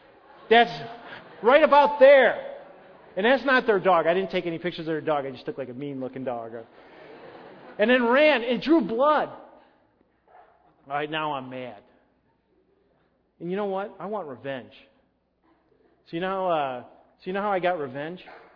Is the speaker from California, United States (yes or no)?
no; Illinois, United States; An elephant gun? I grew up in Illinois.